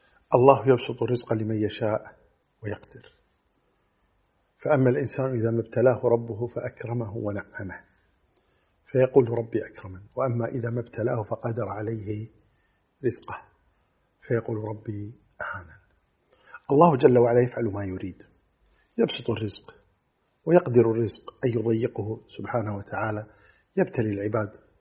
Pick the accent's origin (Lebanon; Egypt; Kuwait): Kuwait; أنا أتكلم عن بلادنا الكويت